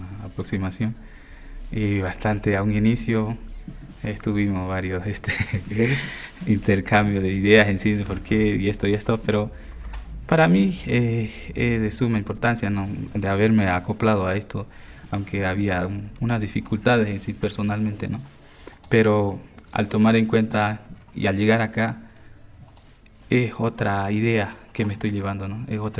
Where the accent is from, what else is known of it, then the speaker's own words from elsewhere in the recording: Bolivia; Así como ustedes a nosotros como pueblo que somos bolivianos, ¿no?